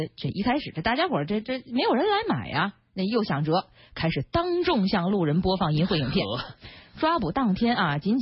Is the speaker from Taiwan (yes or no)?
no; Ulanhot, Inner Mongolia, China; 反正我们老家明天您去是来不及了，您先去植物园吧，我们家在内蒙古呢。